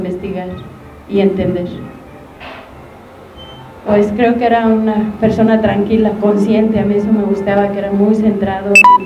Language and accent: Spanish; Xochimilco, Mexico City, Mexico; Yo soy de Xochimilco. Cuando yo era chica vivía en Xochimilco y era una zona rural.